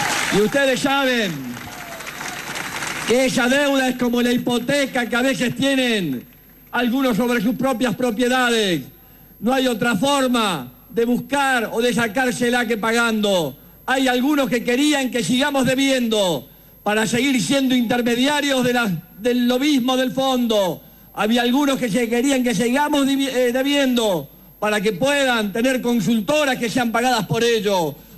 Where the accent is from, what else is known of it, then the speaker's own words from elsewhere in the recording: Argentina; Tenemos decisión soberana. Somos los argentinos los que construimos nuestro destino.